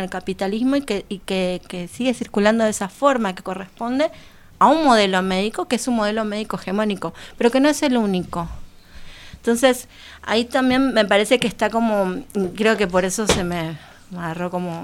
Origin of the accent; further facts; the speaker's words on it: Paraguay; soy paraguaya, vivo... Estoy parecida en la ciudad, pero estoy fuera de la ciudad. Hace 18, 19 años.